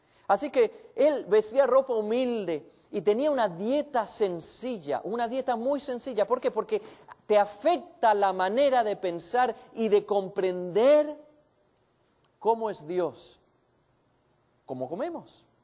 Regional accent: Buenos Aires, Argentina; Yo nací y me crié en Buenos Aires, en Argentina, una ciudad muy grande. Y me gustaba la ciudad.

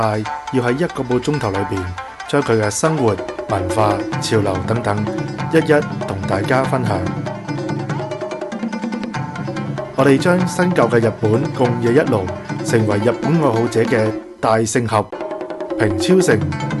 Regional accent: Hong Kong; 我哋香港人點樣去好曳地咁啊做啲嘢出嚟啊

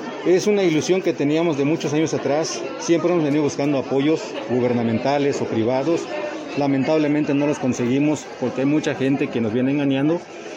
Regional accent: Oxchuc, Chiapas, Mexico; Soy originario de Ochuc, Chiapas, de la comunidad de Medialuna.

